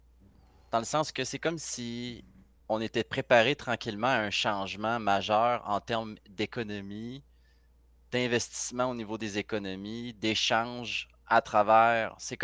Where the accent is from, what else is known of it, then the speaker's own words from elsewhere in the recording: Canada; une majorité supporte de s'appauvrir en tant que Canadien